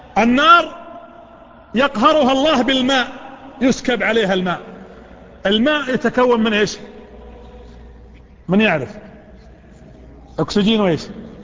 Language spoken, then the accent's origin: Arabic; Saudi Arabia; هي ليست عندنا في السعودية لكنها موجودة في خارج المملكة